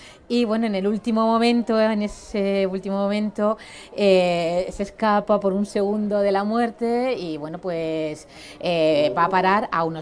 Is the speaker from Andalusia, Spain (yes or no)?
no; Águilas, Region of Murcia, Spain; yo también nombro Águilas porque es mi pueblo